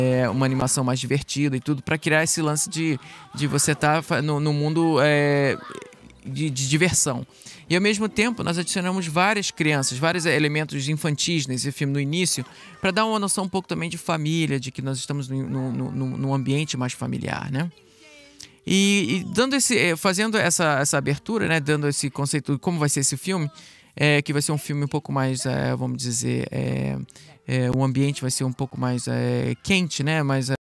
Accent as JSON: {"language": "Portuguese", "country": "Brazil", "lives_now": "United States", "said": "O filme foi feito aqui nos Estados Unidos, mas como eu sou brasileiro, então vamos aproveitar essa oportunidade."}